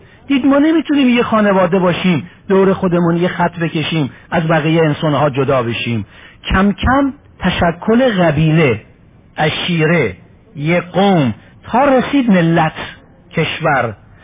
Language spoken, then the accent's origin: Persian; Iran; همونطوری که من ایرانیم، او اروپایی